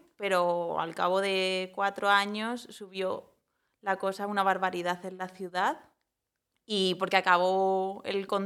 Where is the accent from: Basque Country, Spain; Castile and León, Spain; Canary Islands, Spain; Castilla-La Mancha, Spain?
Castilla-La Mancha, Spain; moved away as an adult; now in L'Hospitalet de Llobregat, Spain; yo no soy de aquí, soy de un pueblo de Toledo, y entonces llegué a Barcelona por temas laborales, y bueno, de hecho acabé viviendo también en Hospitalet